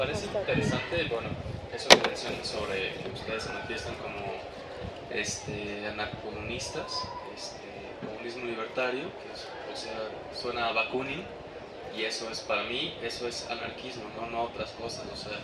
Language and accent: Spanish; Guadalajara, Jalisco, Mexico; yo vengo de Guadalajara